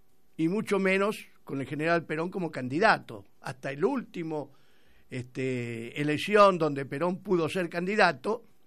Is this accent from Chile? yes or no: no; Argentina; soy argentino, que quiere a su patria